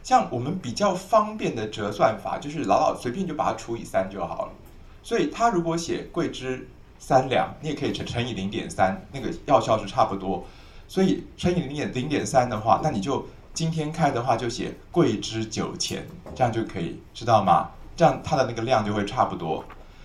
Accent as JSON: {"language": "Chinese", "country": "Taiwan", "said": "我们台湾人的一两是多少公克啊？"}